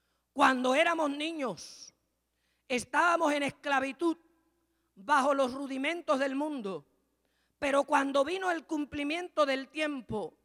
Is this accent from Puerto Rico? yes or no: yes; Mayagüez, Puerto Rico; ¿Usted se acuerda aquí en Mayagüez? Yo soy de aquí, de Mayagüez.